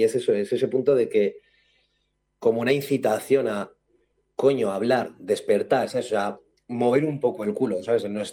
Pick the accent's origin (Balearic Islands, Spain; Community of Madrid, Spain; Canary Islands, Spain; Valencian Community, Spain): Valencian Community, Spain; Alicante; porque yo soy alicantino